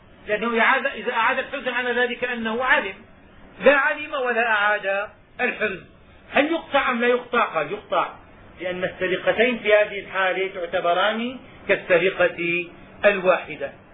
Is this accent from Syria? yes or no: yes; Syria; حينما كنا صغارا عندنا في الشام كنا نسمع أن اللص يدخل فيسرق النحاس